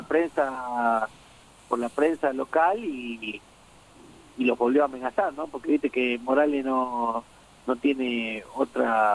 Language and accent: Spanish; Villa Cañada, Santa Fe, Argentina; yo soy nativo de Villa Cañada, a Santa Fe